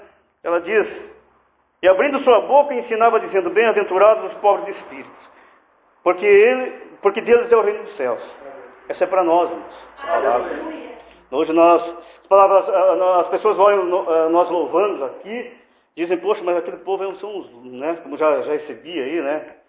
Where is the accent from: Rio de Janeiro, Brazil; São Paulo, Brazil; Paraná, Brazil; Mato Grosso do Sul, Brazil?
Paraná, Brazil; Ivaiporã; born there; eu sou nascido em Vaiporã